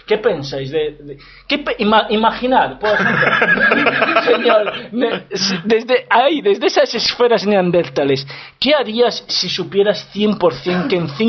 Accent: Spain; now in Wrocław, Poland; pero yo les digo que soy español.

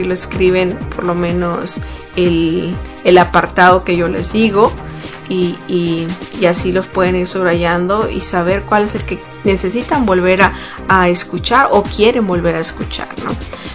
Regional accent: Sonora, Mexico; en México, de donde yo soy, del estado de Sonora, hace muchísimo calor.

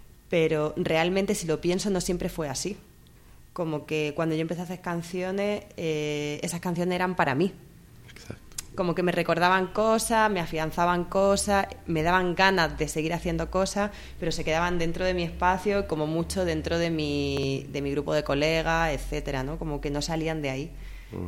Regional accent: Almería, Andalusia, Spain; moved away; Bueno, soy del sur, de Andalucía, concretamente de Almería, que está en el Mediterráneo, pero llevo ya 9 años fuera.

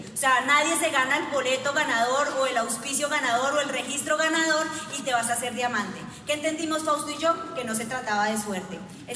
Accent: Moniquirá, Boyacá, Colombia; Fausto y yo nacimos en Moniquirá, Boyacá. Estamos a 5 horitas nada más de allá. Crecimos en rodeados de pollitos, gallinas, caballos, marranitos, somos hijos de personas campesinas, personas muy trabajadoras, y pues de ahí venimos Fausto y yo

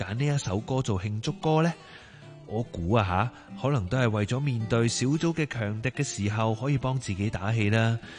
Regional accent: Hong Kong; 我谂呢一个心态咧，我哋香港人本身都好有共鸣噶啦

